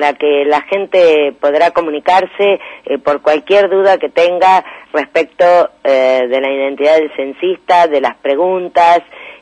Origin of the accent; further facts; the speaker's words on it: Argentina; como argentinos tenemos de saber cuántos somos, cómo estamos